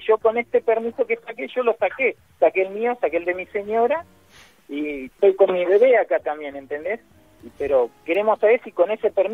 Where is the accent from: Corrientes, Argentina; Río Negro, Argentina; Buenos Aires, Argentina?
Buenos Aires, Argentina; now in Santa Fe, Argentina; Mira, ahora estoy en Santa Fe. Yo soy de Buenos Aires.